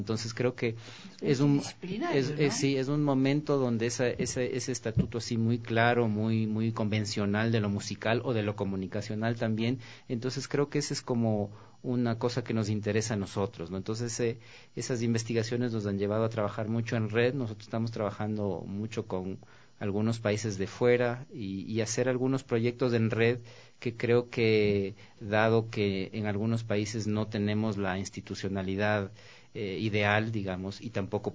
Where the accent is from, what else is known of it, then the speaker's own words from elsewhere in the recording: Quito, Pichincha, Ecuador; Yo crecí con radio desde la infancia y fui como muchos quiteños y como muchos ecuatorianos